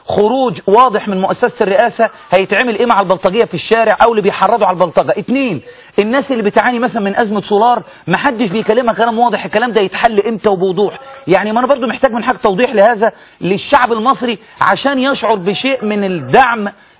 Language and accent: Arabic; Egypt; إحنا بقى كمصريين نعمل إيه عشان بلدنا؟ نسيبها تضيع؟